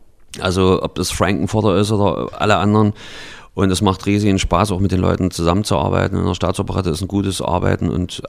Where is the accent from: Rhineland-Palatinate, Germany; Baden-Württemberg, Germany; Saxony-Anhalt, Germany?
Saxony-Anhalt, Germany; Halle; dem Lied über meine Heimatstadt Halle, die Stadt, die keiner kennt